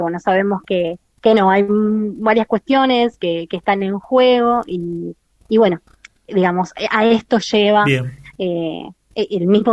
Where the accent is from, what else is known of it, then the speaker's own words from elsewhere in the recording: San Jorge, Santa Fe, Argentina; also born or lived in Rosario; Yo viví 5 años en Rosario, recuerdo que llegaba, yo soy de San Jorge, llegaba a la terminal a la 1 de la mañana